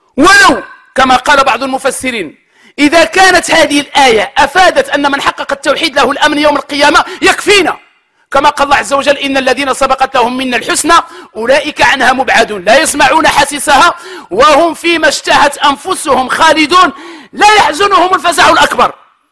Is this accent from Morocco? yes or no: yes; Morocco